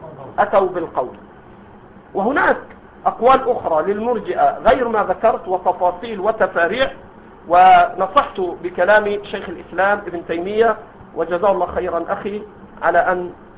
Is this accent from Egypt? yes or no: yes; Egypt; هذا عندنا في مصر موجود، ما أدري عندكم